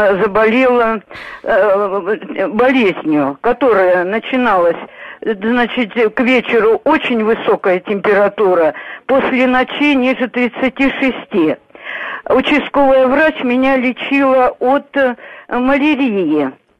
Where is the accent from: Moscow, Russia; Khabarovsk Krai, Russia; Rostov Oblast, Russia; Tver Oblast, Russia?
Khabarovsk Krai, Russia; Komsomolsk-on-Amur; born there; В детстве, а я уроженка Комсомольска на Амуре, я заболела